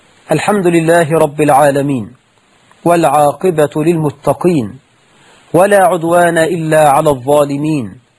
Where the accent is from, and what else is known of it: Egypt